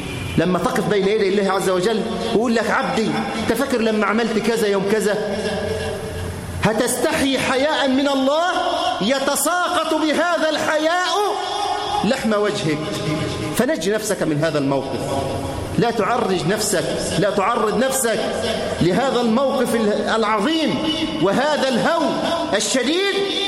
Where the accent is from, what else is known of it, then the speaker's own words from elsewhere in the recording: Egypt; اللهم احفظ بلدنا مصر من كل مكروه وسوء